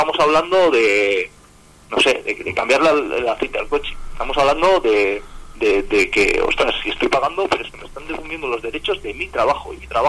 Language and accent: Spanish; Palencia, Castile and León, Spain; porque en sí yo soy de Palencia